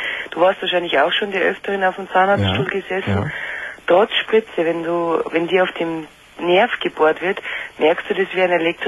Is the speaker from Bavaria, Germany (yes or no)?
yes; Munich, Bavaria, Germany; Also ich komme aus München